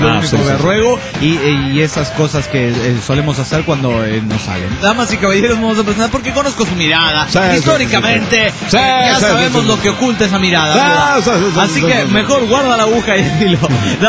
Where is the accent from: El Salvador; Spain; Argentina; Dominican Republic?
Argentina; Buenos Aires; now in San Luis, Argentina; Soy la porteña que reside en San Luis, Argentina. ¿Me recuerdan?